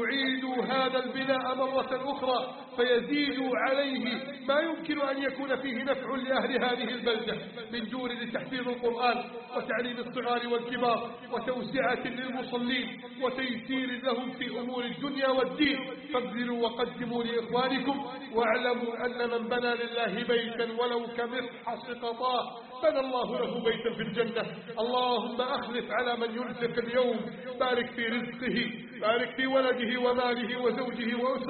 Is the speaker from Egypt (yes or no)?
yes; Egypt; بلدنا مصر